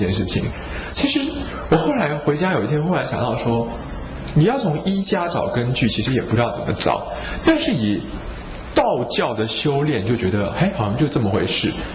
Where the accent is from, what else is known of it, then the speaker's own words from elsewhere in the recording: China; 我想我们中国人会认为说人在睡觉的时候你的灵魂是好